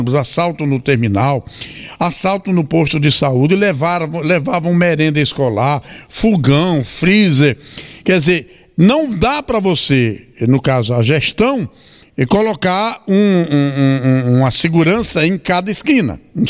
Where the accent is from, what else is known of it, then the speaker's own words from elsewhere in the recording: Maceió, Alagoas, Brazil; moved away; Eu estive recentemente em Maceió, que é inclusive a minha terra, eu sou alagoano, embora estou aqui há 46 anos, sou muito mais sergipano do que alagoano.